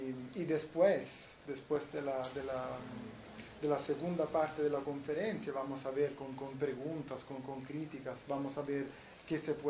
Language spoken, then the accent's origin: Spanish; Naples, Campania, Italy; Spanish is a second language; now in Canada; Que trabajo en Canadá, pero soy de Italia, soy del sur de Italia, de Nápoles